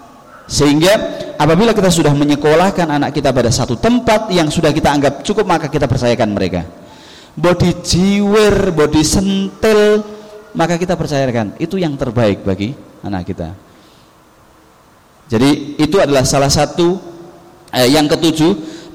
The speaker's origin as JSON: {"language": "Indonesian", "region": "Java", "country": "Indonesia", "said": "kebiasaan mereka yang naudzubillah mungkin lebih nemen daripada kebiasaan kita orang Jawa atau orang Indonesia pada umumnya."}